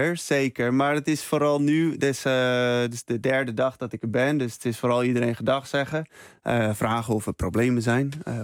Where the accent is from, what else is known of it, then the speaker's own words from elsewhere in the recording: Texel, North Holland, Netherlands; now in Canada; Ja, opgegroeid op Texel. Lekker aan het windsurfen.